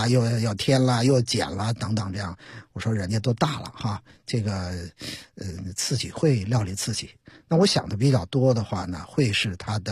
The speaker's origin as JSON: {"language": "Chinese", "region": "Beijing", "country": "China", "said": "会在所谓我们家乡的文化，我们北京，我们都在发生些什么。"}